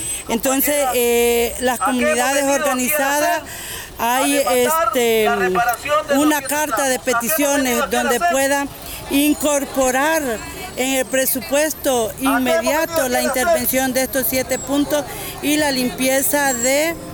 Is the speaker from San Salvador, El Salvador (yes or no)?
no; Tecoluca, San Vicente, El Salvador; vengo de las comunidades de Tecoluca.